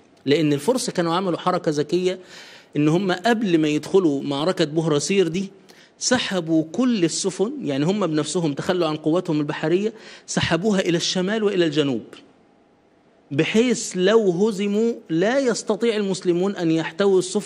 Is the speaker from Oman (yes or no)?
no; Egypt; إلى مدينة في أرض فارس اسمها مدينة حلوان، شبه اللي عندنا في مصر.